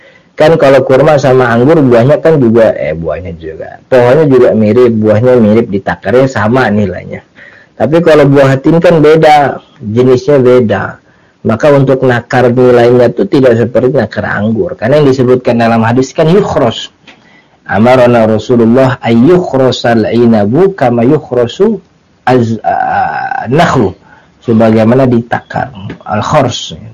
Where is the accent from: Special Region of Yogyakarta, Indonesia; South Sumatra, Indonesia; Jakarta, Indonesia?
Jakarta, Indonesia; yang saya dapat gitu sebagai orang Jakarta gitu